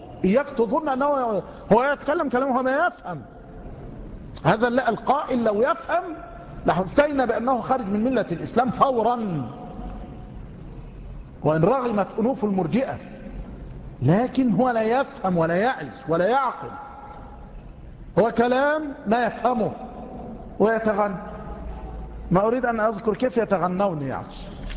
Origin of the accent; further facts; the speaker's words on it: Tanta, Gharbia, Egypt; الذي عندنا في طنطا، وليس عندنا يعني عند جيراننا في طنطا،